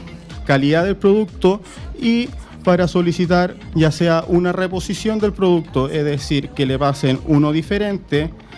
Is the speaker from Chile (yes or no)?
yes; Curicó, Maule, Chile; Yo soy de Curicó, por lo tanto me siento muy cómodo acá en Puente Alto.